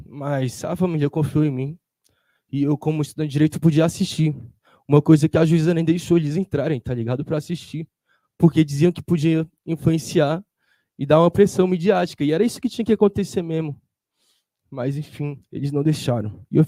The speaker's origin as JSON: {"language": "Portuguese", "town": "Samambaia", "region": "Federal District", "country": "Brazil", "said": "uma dessas famílias, né, que a gente se aproximou mais foi da minha quebrada lá de Sumambaia"}